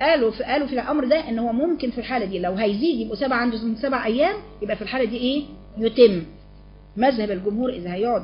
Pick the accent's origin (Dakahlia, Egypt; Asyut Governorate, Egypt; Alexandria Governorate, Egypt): Alexandria Governorate, Egypt; Alexandria; لكن انا من اسكندريه.